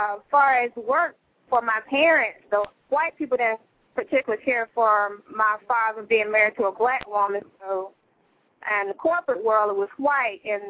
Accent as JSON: {"language": "English", "town": "Atlanta", "region": "Georgia", "country": "United States", "said": "Yes, I'm from Atlanta. Yeah, right here in Atlanta, Georgia."}